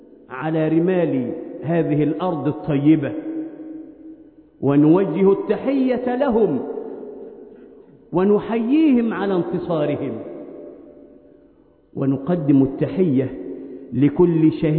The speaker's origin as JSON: {"language": "Arabic", "country": "Egypt", "said": "اللهم احفظ بلادنا مصر من كل مكروه وسوء"}